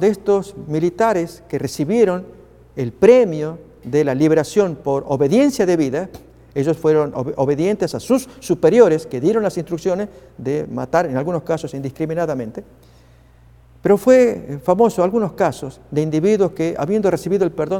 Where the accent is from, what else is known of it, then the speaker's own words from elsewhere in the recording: Argentina; Déjenme ilustrar este tema con una experiencia vivida en mi país, Argentina.